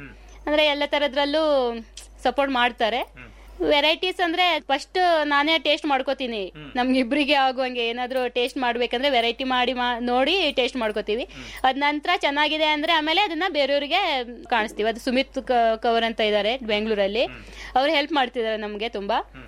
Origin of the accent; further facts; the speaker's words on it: Yellapur, Karnataka, India; ನಾನು ಯಲ್ಲಾಪುರ್ನವಳು. ನಮ್ಮ ಅಲ್ಲೇನೋ ಗೊತ್ತಿಲ್ಲಾಗಿತ್ತು ಗೆಡ್ಡೆ ಗೆಣಸು ಬಗ್ಗೆ. ಇಲ್ಲಿ ಮದುವೆ ಆದ ನಂತರನೇ ಎಲ್ಲ ಕಲ್ತ್ಕೊಂಡಿರೋದು.